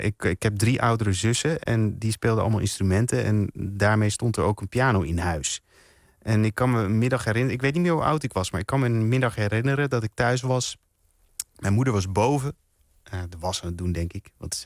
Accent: Enschede, Overijssel, Netherlands; je kunt wel horen, denk ik, dat ik uit Enschede kom daar nog.

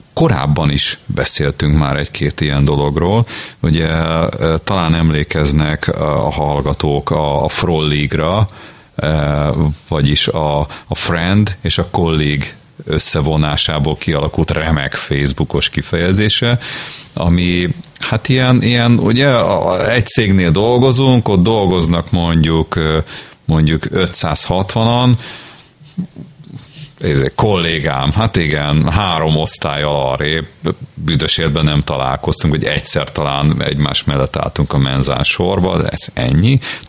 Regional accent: Budapest, Hungary; Én pedig egy nagyvárosban nőttem fel, amelyiket úgy hívnak, hogy Budapest

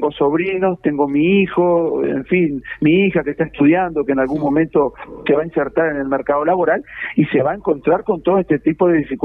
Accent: Melo, Cerro Largo, Uruguay; now in Maldonado, Uruguay; Yo, por ejemplo, soy oriundo del Cerro Largo.

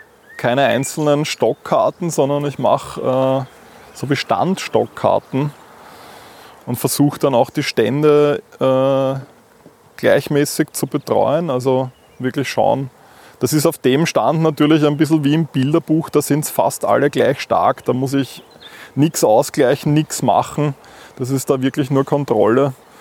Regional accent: Vienna, Austria; Aber ich bin in Wien aufgewachsen und habe eigentlich da nicht so viel Bezug. Ich kann auch die Sprache leider nicht.

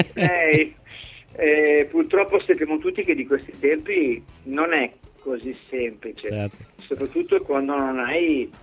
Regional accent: Milan, Lombardy, Italy; sono milanese

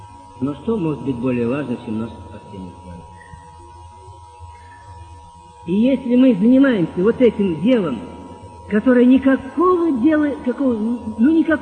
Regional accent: Samara, Samara Oblast, Russia; Я сам из Самары.

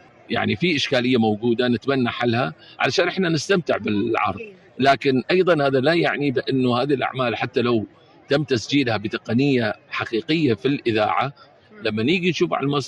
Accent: United Arab Emirates; يعني إحنا دلوقتي نفخر كإماراتيين أنه إحنا يعني ننتمي لهالبلد ولهذه الثقافة، وأن إحنا قادرين نجيب كل الأخوة بالذات العرب عندنا في الإمارات

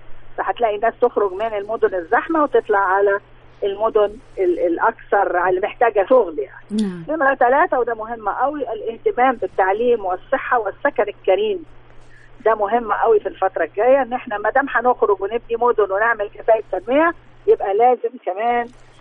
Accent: Egypt; المصريين مش واخدين بالهم ان احنا مصريين فراعنة

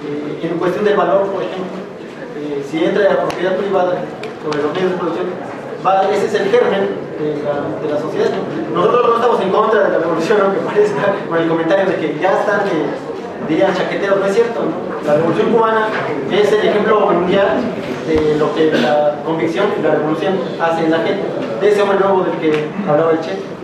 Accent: Puebla, Mexico; nosotros venimos de Puebla, de hecho nos organizamos para poder venir.

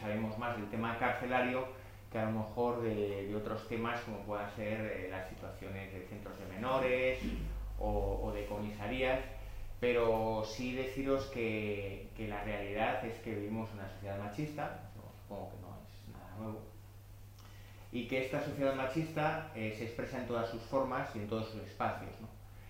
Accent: Basque Country, Spain; vengo de Vizcaya

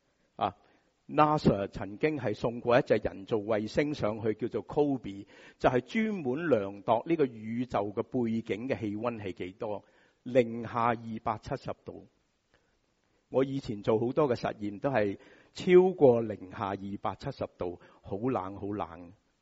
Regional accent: Hong Kong; 我们香港人

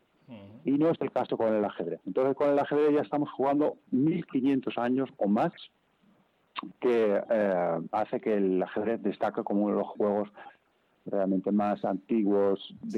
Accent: Netherlands; Spanish is a second language; De origen es frisón. Yo soy holandés

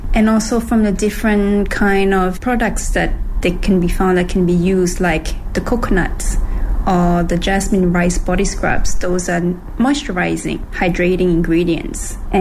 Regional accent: Thailand; moved away as an adult; now in Beijing, China; I'm from Thailand and I arrived in Beijing in 2000 as a student to learn Chinese back then.

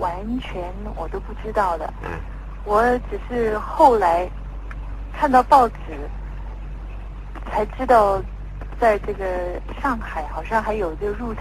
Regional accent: Taiwan; 那么我是台湾生长的，

